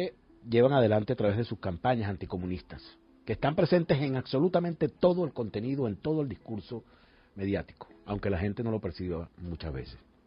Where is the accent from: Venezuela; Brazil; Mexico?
Venezuela; nosotros debemos hoy sentirnos orgullosos como venezolanas y venezolanos